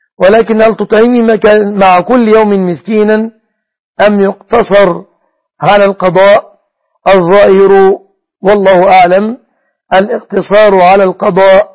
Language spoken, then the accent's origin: Arabic; Egypt; أنا مصري مثلك يا أشرف